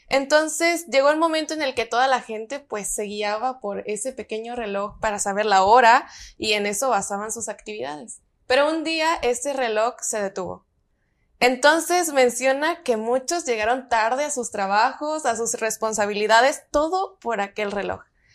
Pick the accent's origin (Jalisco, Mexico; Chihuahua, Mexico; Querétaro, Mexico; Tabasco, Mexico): Tabasco, Mexico; Teapa; soy originaria de Teapa, Tabasco.